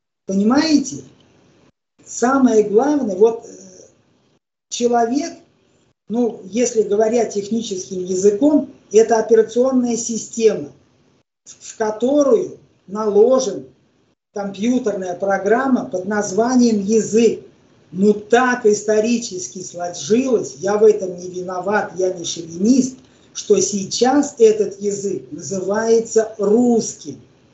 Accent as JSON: {"language": "Russian", "country": "Ukraine", "said": "Мы, я украинец, родители, деды, бабы украинцы"}